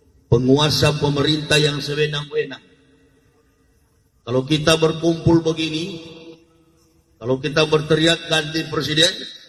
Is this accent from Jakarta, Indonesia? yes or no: no; Manado, North Sulawesi, Indonesia; born there; Saya dilahirkan di kota Manado. Kota Manado itu adalah mayoritas berpenduduk agama Kristen. Dulu saya masuk Islam di Manado itu, di Sulawesi.